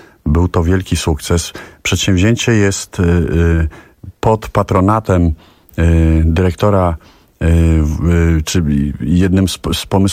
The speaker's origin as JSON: {"language": "Polish", "town": "Warsaw", "region": "Masovian Voivodeship", "country": "Poland", "tie": "born or raised there", "said": "Jakbyś nie mieszkała na Mokotowie, na którym ja też od urodzenia mieszkam, to na jakiej dzielnicy mogłabyś mieszkać w Warszawie?"}